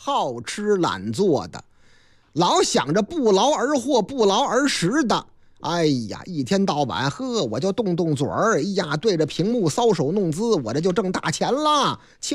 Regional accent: Henan, China; 我老家河南

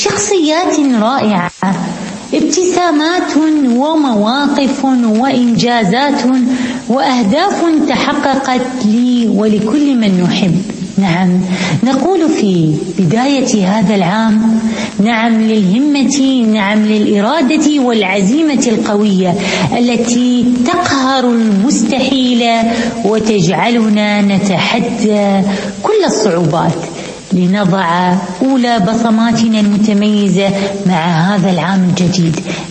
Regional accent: United Arab Emirates; أنا ابنة الإمارات … مستشارة وكاتبة

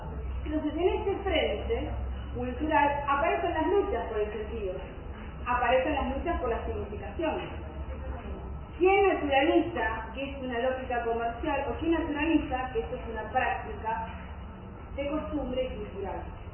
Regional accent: Cañuelas, Buenos Aires Province, Argentina; Somos de Cañuelas, que somos la capital del dulce de leche.

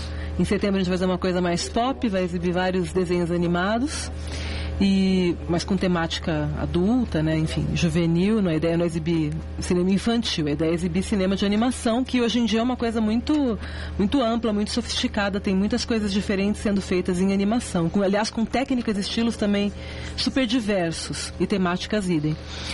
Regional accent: Bauru, São Paulo, Brazil; also born or lived in Campinas; Não, eu sou bauruense.

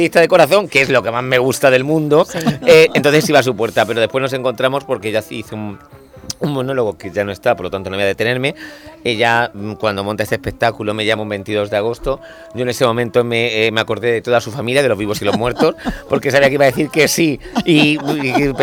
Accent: Region of Murcia, Spain; now in Madrid, Spain; una eligitana y un murciano, porque yo soy muy murciano, aunque lleve 22 años en Madrid.

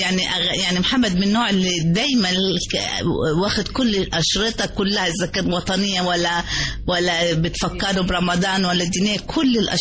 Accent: Upper Egypt, Egypt; فبقول لهم لا أنا صعيدية

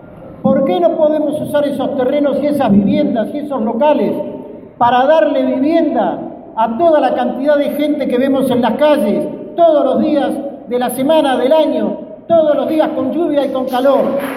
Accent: Buenos Aires, Argentina; soy periodista, soy ciudadano de la Ciudad de Buenos Aires, para más datos del barrio de Villa Crespo. Soy alguien que estudió y se formó en la escuela pública

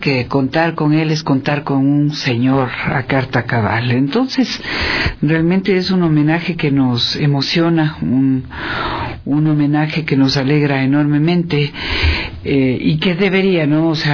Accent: Ecuador; Somos ecuatorianos, nuestro país es único, conozcámoslo, viajémoslo.

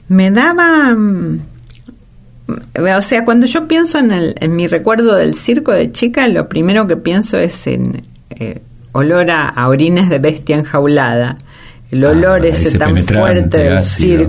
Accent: Buenos Aires, Argentina; Sí, yo viví en Caballito y mi patria chica es el Parque Rivadavia, que en esa época todavía le decían Plaza Lezica.

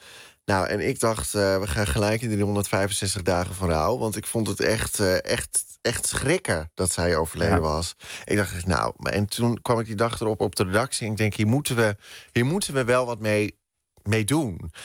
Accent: Den Helder, North Holland, Netherlands; now in Amsterdam, Netherlands; Ja, ik ben opgegroeid in Den Helder. Officieel. En inmiddels woon ik in Amsterdam.

